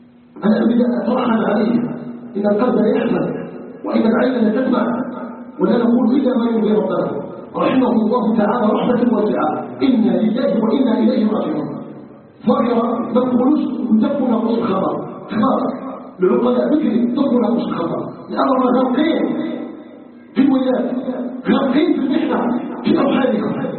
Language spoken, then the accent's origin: Arabic; Algeria; نسألك جل في علاه أن يجعل بلدنا الجزائر بلدا آمنا مطمئنا